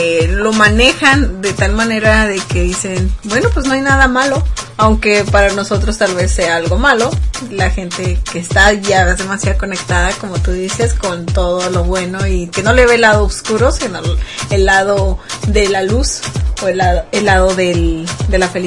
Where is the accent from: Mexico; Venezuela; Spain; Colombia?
Mexico; Sonora; Ya lo saben, yo no soy de norte de Monterrey, soy de Sonora.